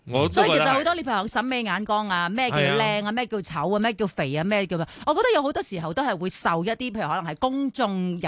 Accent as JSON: {"language": "Cantonese", "country": "Hong Kong"}